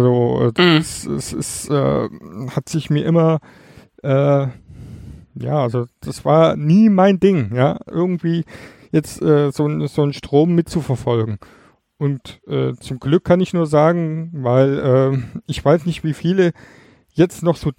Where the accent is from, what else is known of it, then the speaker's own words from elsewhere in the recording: East Germany, Germany; Weil, wie du weißt, komme ich ja aus dem Osten.